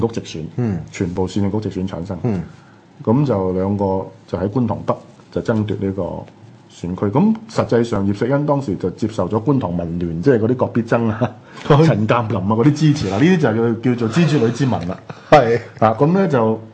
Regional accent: China; 所以你好多時候我哋中國人評價個人物咧，所謂蓋棺定論

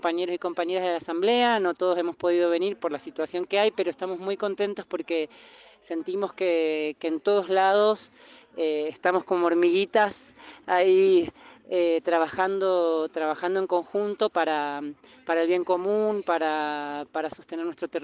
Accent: Valle Fértil, San Juan, Argentina; soy vecina de Valle Fértil, de San Juan

